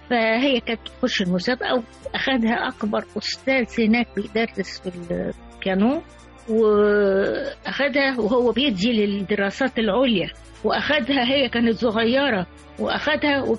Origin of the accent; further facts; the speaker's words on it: Egypt; عندنا في مصر